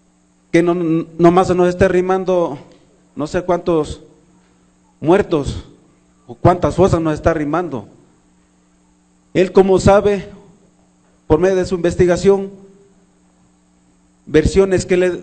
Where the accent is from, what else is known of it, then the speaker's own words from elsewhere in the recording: Tixtla, Guerrero, Mexico; Yo soy de Tíxtla, Guerrero, y sé cuando un animal es quemado, se requiere de harto fuego.